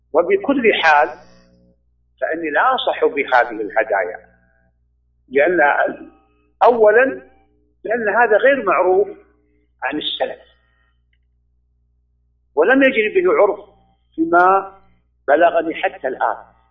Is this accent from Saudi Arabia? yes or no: yes; Saudi Arabia; أولا أنا لا، أنا سعودي كما يعلم الجميع، ولا أعلم هذه العادة في السعودية